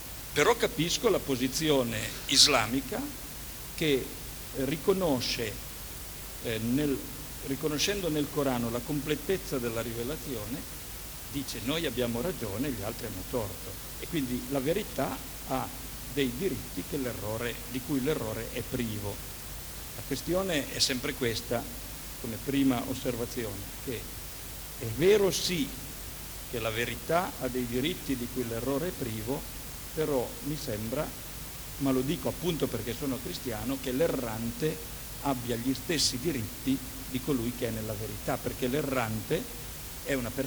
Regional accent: Turin, Piedmont, Italy; sono di Torino. Io ritengo, sono cristiano

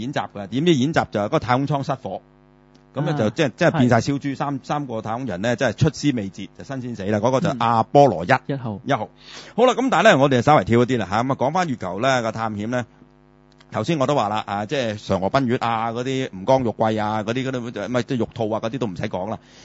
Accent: Guangdong, China; 我係廣東人

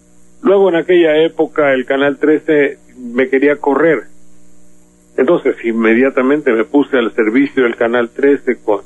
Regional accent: Banderilla, Veracruz, Mexico; el origen de mi pueblo aquí de Banderilla

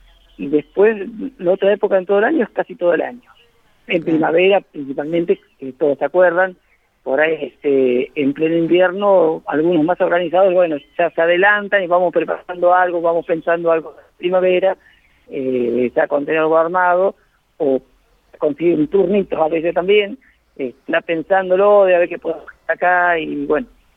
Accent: Miguel Riglos, La Pampa, Argentina; Empecé trabajando en mi pueblo, que es de Miguel Ringo

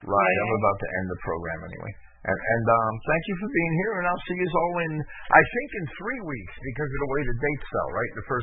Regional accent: Jersey City, New Jersey, United States; I grew up in Jersey City, and I saw the entire seedy side of life

